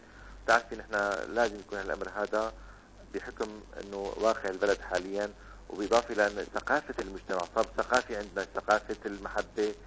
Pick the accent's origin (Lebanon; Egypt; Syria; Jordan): Syria; Safita, Tartus Governorate; ضيعتنا من أوائل القرى يمكن اللي بريف صافيتة اللي دخل عليها التيار الكهربائي، تذكر من 79 دخل التيار الكهربائي على الضيعة.